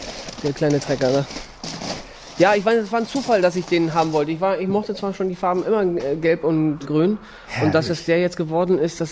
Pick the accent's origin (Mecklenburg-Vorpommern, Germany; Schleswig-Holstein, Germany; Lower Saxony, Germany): Mecklenburg-Vorpommern, Germany; Rostock; born there; ich bin zwar in Rostock geboren, aber meine Mutter hat hier in diesem Dorf ganz früh schon ein Haus sich gekauft